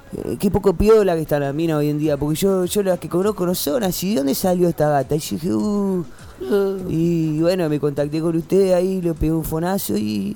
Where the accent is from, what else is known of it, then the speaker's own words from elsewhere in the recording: Aldo Bonzi, Buenos Aires Province, Argentina; Yo soy de Aldo Bonzi, amigo.